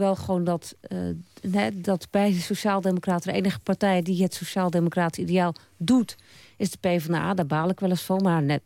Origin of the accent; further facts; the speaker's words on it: Amsterdam, North Holland, Netherlands; En ik kwam ook uit Amsterdam en er waren te veel Amsterdammers.